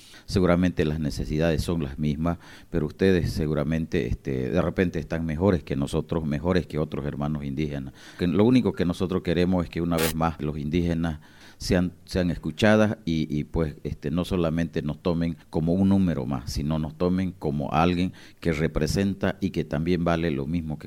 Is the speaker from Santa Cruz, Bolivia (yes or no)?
yes; Santa Cruz, Bolivia; nosotros ancestralmente somos de Santa Cruz. Nosotros nunca nos fuimos.